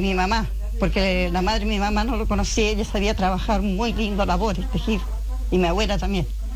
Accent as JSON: {"language": "Spanish", "town": "Puyén", "region": "Chubut", "country": "Argentina", "said": "Soy de Puyén. Soy de familia hilandera, tejendera, de parte abuelo y abuela."}